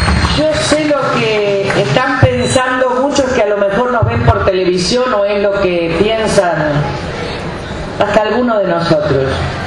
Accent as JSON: {"language": "Spanish", "region": "northern Argentina", "country": "Argentina", "said": "es como estar en mi patria chica, que es el norte, el nordeste y el noroeste argentino."}